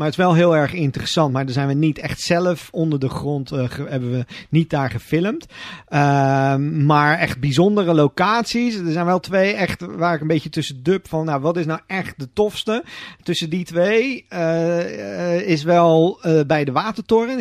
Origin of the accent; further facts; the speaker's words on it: Rotterdam, South Holland, Netherlands; als Rotterdammer dan zijnde. Wat speelt zich af onder die mooiste skyline van Nederland eigenlijk?